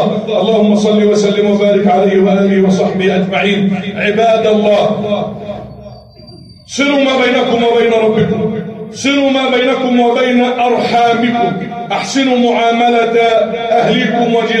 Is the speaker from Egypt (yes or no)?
yes; Egypt; اللهم اجعل بلدنا مصر امنا امانا